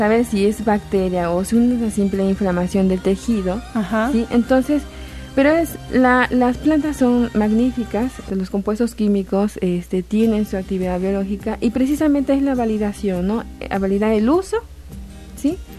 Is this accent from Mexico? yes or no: yes; San Andrés Tuxtla, Veracruz, Mexico; De San Andrés Tuxtla, Veracruz.